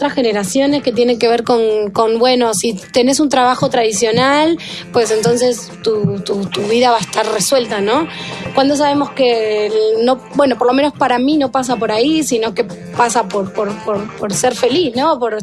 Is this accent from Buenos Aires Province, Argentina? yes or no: yes; Punta Alta, Buenos Aires Province, Argentina; me regresé a mi pueblo, a Punta Alta